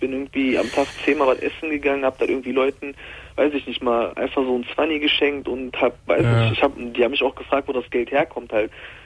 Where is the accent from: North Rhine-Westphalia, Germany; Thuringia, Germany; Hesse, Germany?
North Rhine-Westphalia, Germany; Mülheim an der Ruhr; also ich komme aus Mühlheim an der Ruhr.